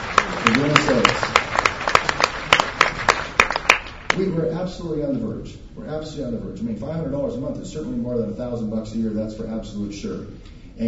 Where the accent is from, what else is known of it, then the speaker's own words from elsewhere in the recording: Montana, United States; I'm from Montana. I love dead animals.